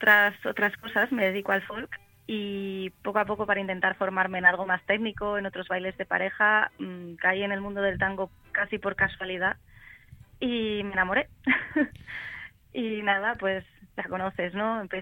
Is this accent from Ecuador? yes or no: no; Madrid, Community of Madrid, Spain; Sí, yo soy de Madrid.